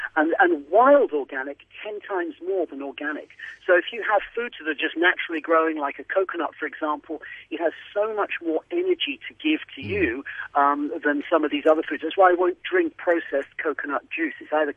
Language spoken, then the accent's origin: English; Switzerland; when I grew up in Switzerland, everything was just, bio